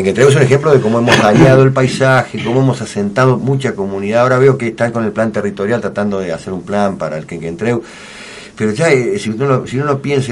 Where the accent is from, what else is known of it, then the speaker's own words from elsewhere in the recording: Martínez, Buenos Aires Province, Argentina; Lo viví en el barrio que vivía cuando era chico, en Martínez, se volvió una monstruosidad